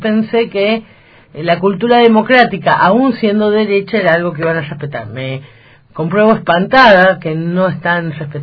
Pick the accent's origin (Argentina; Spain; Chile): Argentina; San Juan; Yo soy sanjuanina